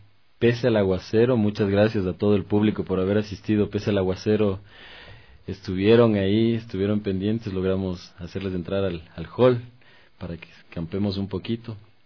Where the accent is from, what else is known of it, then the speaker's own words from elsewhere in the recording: Ecuador; nosotros nos identificamos como ecuatorianos